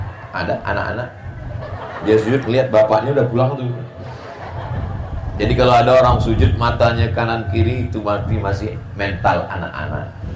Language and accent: Indonesian; Riau, Indonesia; now in Bekasi, Indonesia; Saya datang dari Pulau Sumatera, Riau, sampai ke Pulau Jawa, Bekasi, berbeda bahasanya, berbeda sukunya